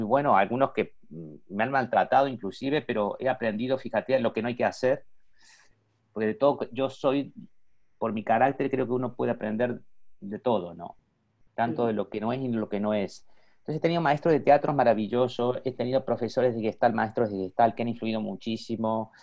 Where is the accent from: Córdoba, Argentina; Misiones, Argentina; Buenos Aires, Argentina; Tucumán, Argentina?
Córdoba, Argentina; now in Madrid, Spain; yo ya vivía en Madrid porque yo emigré, bueno, no dije soy argentino, cordobés, pero emigré a Madrid, vivo desde el año 85, yo estoy viviendo en Madrid